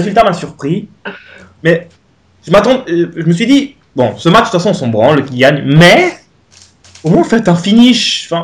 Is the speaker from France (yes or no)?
no; Portugal; Surtout moi, parce que je suis portugais, donc je comprends rien ce que t'as dit